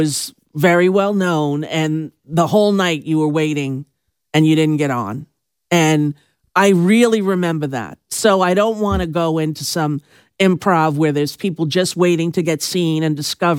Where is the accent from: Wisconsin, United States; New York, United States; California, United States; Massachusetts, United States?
New York, United States; growing up on Long Island, we used to get dressed up